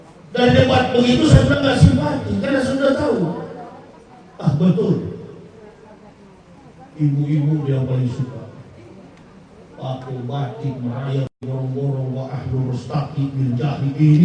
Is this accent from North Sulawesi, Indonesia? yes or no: yes; Manado, North Sulawesi, Indonesia; Kampung saya Manado